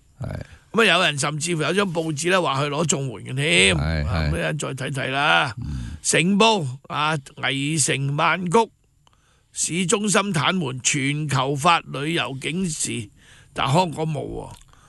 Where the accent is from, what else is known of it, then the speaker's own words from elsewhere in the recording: China; 我作为一个中国人咧，我好骄傲咁行出去国外咧